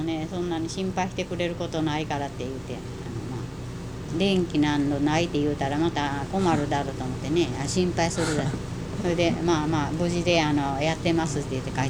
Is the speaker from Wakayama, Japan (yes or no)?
yes; Wakayama, Japan; 和歌山県の人がたくさんいますから、うん、和歌山から来たって言って